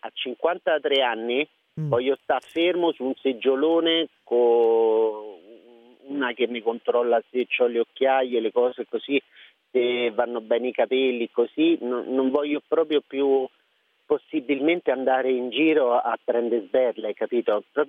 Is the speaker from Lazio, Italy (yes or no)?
yes; Lazio, Italy; io sono dei Castelli Romani, ho iniziato da questa televisione piccolissima